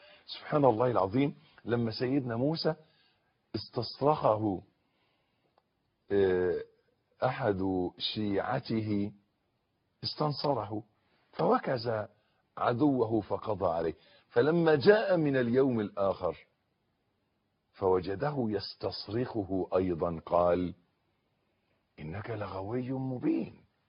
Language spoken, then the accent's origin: Arabic; Egypt; accent: Egyptian; ودائما عندنا في لهجتنا المصرية معروف أن كلمة مولد أن يختلط الحابل بالنابل